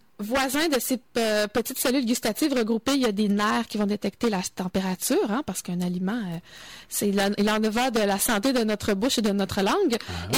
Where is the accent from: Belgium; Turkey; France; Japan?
Japan; accent: Japanese; French is a second language; l'umami, avec mon accent japonais.